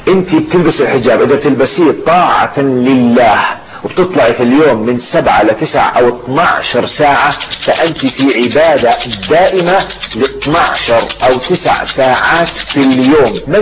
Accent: Jordan; زي ما يقولوا بلهجتنا العامية في الأردن نيالك

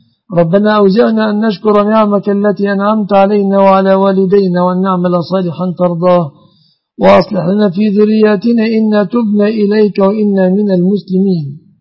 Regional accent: Egypt; اللهم احفظ بلادنا مصر وسائر بلاد المسلمين آمنة مطمئنة من كل مكروه

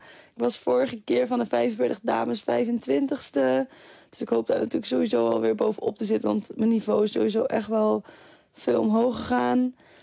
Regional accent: Netherlands; Dat merk ik gewoon dat het echt nog wel lastig is hoor, als Nederlandse.

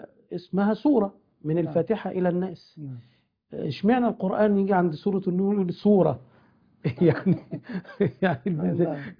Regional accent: Sharqia Governorate, Egypt; والذي أشرف بالانتساب إلى بلدي الشرقية

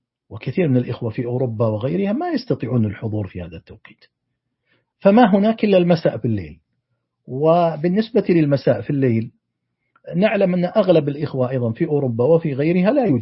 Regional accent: Saudi Arabia; في تقويم أم القرى عندنا في السعودية

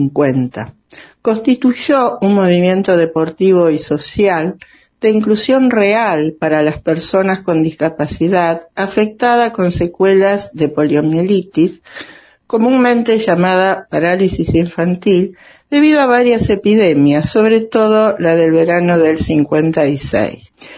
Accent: Rosario, Santa Fe, Argentina; rosarina, atleta paralímpica en Toronto 1976 y Holanda 1980

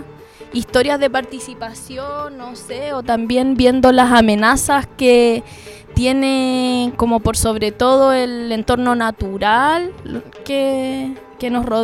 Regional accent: Santiago, Santiago Metropolitan Region, Chile; now in Punta de Tralca, Chile; yo por mi parte vengo de Santiago, vivo hace 8 años acá en el litoral central, hace 1 en Punta de Tralca, pero antes vivía en Isla Negra, que es al ladito

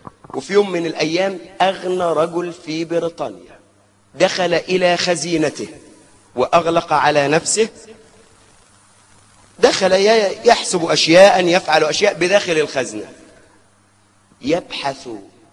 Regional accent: Suez, Suez Governorate, Egypt; عندنا في السويس في ميناء الأدبية

